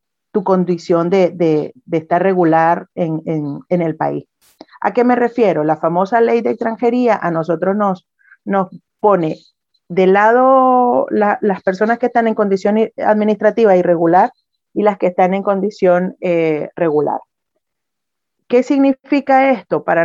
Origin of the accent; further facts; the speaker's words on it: Nicaragua; Yo soy nicaragüense y si decidiera volver a mi país